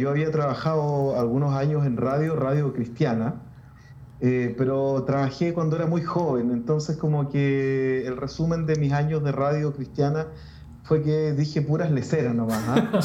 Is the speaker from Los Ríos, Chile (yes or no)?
yes; Valdivia, Los Ríos, Chile; also born or lived in Santiago; Soy de Chile. Soy originalmente de Valdivia. Sigo viviendo en Valdivia, aunque estuve unos años en Santiago por razones de estudio y por razones de trabajo y otras razones, pero soy de acá.